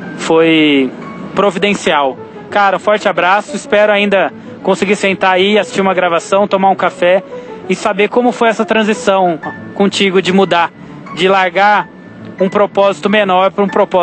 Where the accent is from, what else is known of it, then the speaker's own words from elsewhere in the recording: Campinas, São Paulo, Brazil; eu tenho 36, indo pra 37 anos, sou de Campinas.